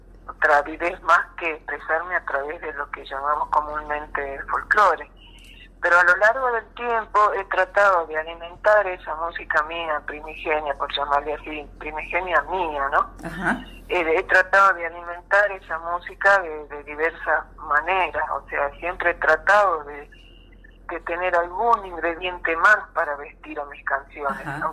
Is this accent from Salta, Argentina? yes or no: yes; Salta, Argentina; now in Buenos Aires, Argentina; Bueno, yo nací en Salta. He vivido la mitad de mi vida más o menos en Salta y la otra mitad ya me vine a vivir a Buenos Aires.